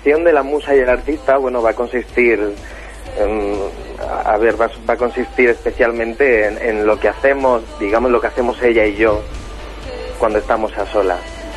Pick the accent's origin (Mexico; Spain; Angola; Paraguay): Spain; Jaén, Andalusia; also born or lived in Granada; now in Barcelona, Spain; soy de Jaén. He vivido algunos años en Granada, por eso estoy encantado de participar en un programa que se hace allí y desde allí. Y bueno, actualmente vivo en Barcelona